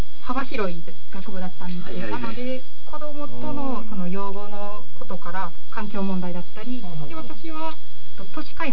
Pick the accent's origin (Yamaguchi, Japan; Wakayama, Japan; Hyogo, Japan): Hyogo, Japan; もう生まれてからずっと兵庫県から出たことないで、大学も高校、中高、大学、社会人も